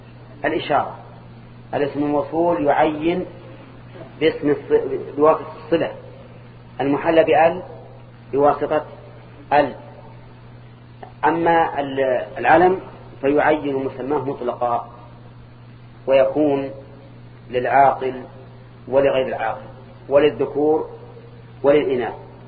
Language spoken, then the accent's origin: Arabic; Al-Qassim, Saudi Arabia; أولاد علي أظن كنا عندنا في القصيم